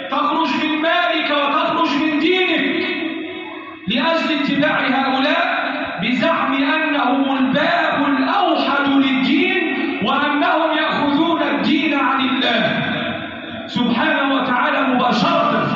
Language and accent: Arabic; Egypt; اللهم احفظ بلدنا مصر وسائر بلاد